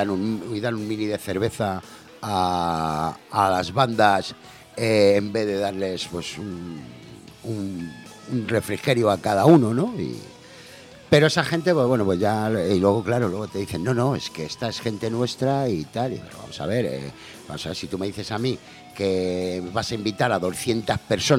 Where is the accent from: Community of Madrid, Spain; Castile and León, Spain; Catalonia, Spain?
Community of Madrid, Spain; Madrid; Y claro, nosotros somos de Madrid.